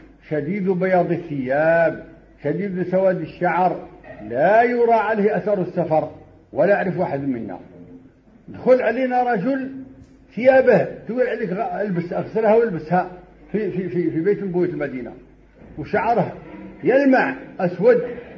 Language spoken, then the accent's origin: Arabic; Morocco; وهذا مجرب عندنا في المغرب وفي كل مكان